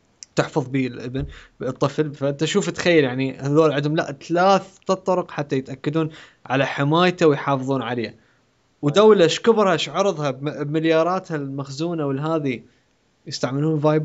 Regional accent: Iraq; بالعراق احنا عندنا بالعراق

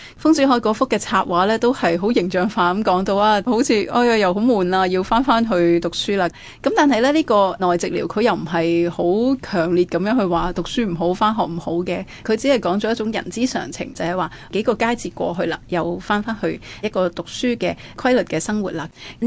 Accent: Guangdong, China; 即系我哋广东人讲嘅纸鹞啦

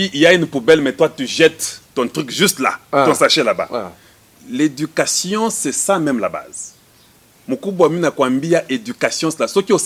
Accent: DR Congo; Mais chez nous au Congo, on a des terres incroyables.

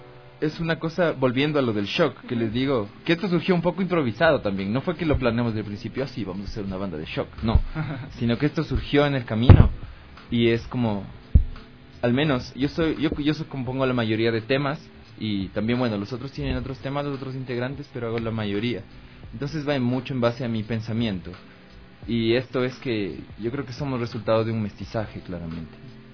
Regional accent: Tulcán, Carchi, Ecuador; now in Quito, Ecuador; yo soy de Tulcán, llegué acá a Quito a estudiar

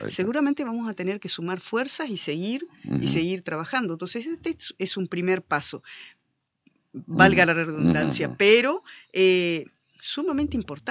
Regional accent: Concordia, Entre Ríos, Argentina; después siempre viví en Concordia. Nací en Concordia, fui al colegio en Concordia, y después volví a ejercer mi profesión a Concordia.

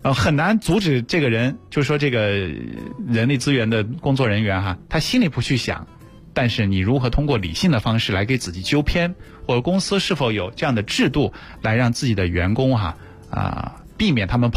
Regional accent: China; 那出去我们都是中国人，对不对？

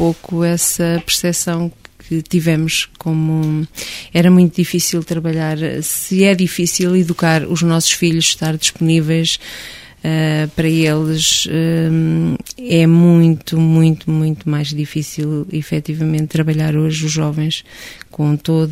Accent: Torres do Mondego, Coimbra, Portugal; na minha paróquia, Carvalhosas, pertencente a Torres de Mondego, Coimbra, de onde sou oriunda

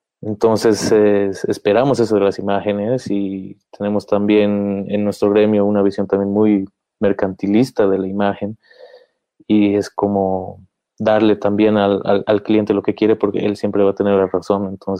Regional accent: Bolivia; es nuestra relación con las imágenes como bolivianos

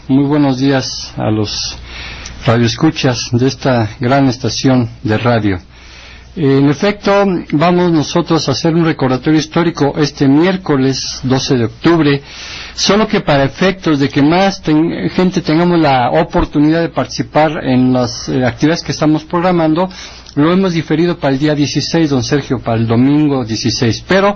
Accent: Mexico; Somos un pueblo milenario del Anáhuac. Somos habitantes anahuacas. Somos mexicanos milenarios de una gran cultura, de una raíz. Somos del Anáhuac, somos olmecas, somos toltecas

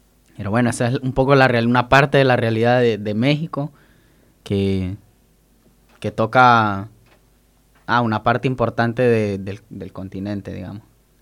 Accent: El Salvador; en mi país, El Salvador, migraban alrededor de 400 personas diarias

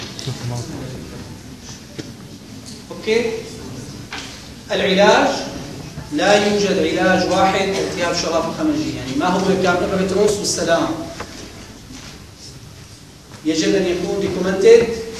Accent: Syria; كنا قاعدين احنا اساتذه كبار من سوريا للقلبيه

